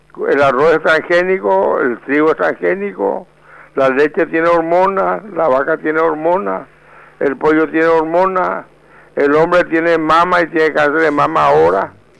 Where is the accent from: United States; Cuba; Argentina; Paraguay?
Paraguay; Y yo más que paraguayo, yo soy latinoamericano.